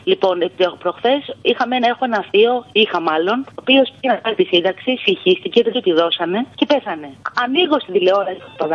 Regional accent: Greece; moved away as an adult; Εγώ έφυγα το Μάη από Ελλάδα.

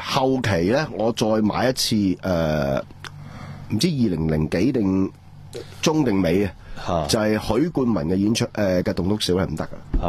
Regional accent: Hong Kong; 俾我哋香港人，因为佢由细到大都可以睇到无线、亚视。

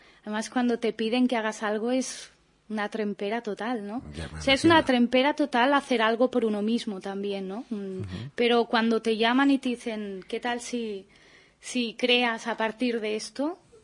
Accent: El Masnou, Catalonia, Spain; del Masnou, que es mi pueblo natal, y soy masnouina

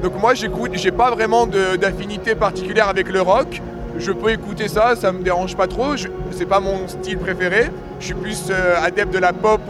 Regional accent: Grenoble, Auvergne-Rhône-Alpes, France; Là, on est venu, donc on vient de Grenoble. Donc en vrai, on n'a pas trop de distance à faire

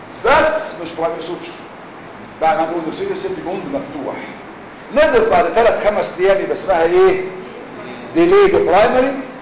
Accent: Egypt; إحنا كمصريين قيمنا الجراح بعدد الغرز

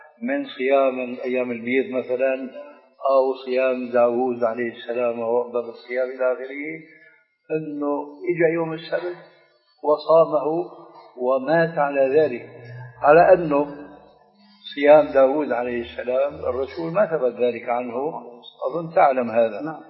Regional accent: Syria; بس بدنا كما يقولون عندنا في الشام بدنا نصفح

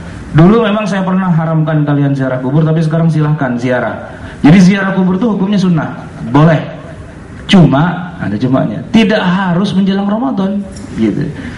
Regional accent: Jakarta, Indonesia; tapi biasanya kita orang Betawi itu punya namanya kue geplak gitu.

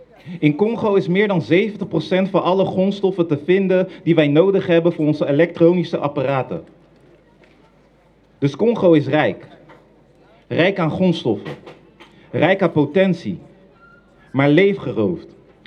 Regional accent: Netherlands; Ik groeide op in Nederland. Maar leerde vanaf jongs af aan dat mijn afkomst iets was om te verbergen.

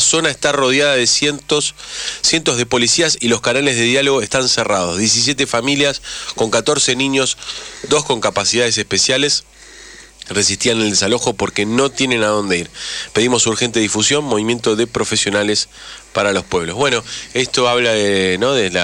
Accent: Buenos Aires, Argentina; Yo, que he vivido casi toda mi infancia ahí en Parque Rivadavia

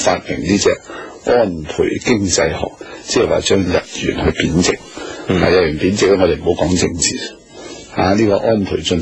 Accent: Hong Kong; 所以日本中国咧咩领土纠纷，我哋香港人唔好理

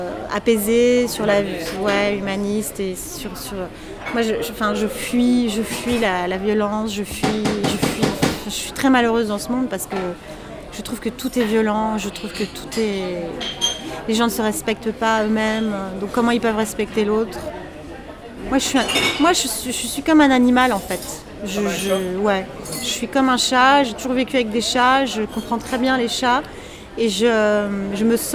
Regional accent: Paris, Île-de-France, France; born there; je suis née à Paris, j'aime être à Paris.

